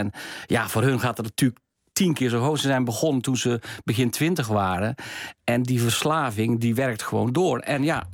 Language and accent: Dutch; North Brabant, Netherlands; Ik kom zelf uit Brabant.